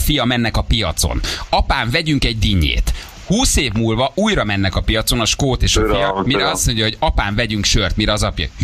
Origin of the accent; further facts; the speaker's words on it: Hungary; now in Germany; amikor megmondtuk, hogy magyarok vagyunk